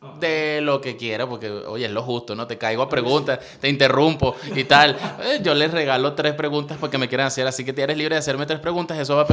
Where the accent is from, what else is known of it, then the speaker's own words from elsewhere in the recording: Anaco, Anzoátegui, Venezuela; also born or lived in Ciudad Bolívar; yo no soy de Ciudad Bolívar. Vivía ya muchos años con mi papá. Yo soy de Anaco hasta Anzoátegui, cerquita. Okay. Soy de Oriente, pues.